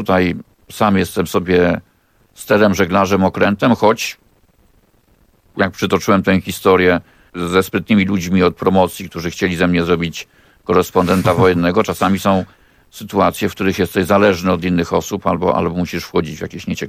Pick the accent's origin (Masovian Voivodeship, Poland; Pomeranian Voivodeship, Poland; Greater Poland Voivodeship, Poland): Masovian Voivodeship, Poland; Warsaw; bo jestem warszawiakiem w czwartym pokoleniu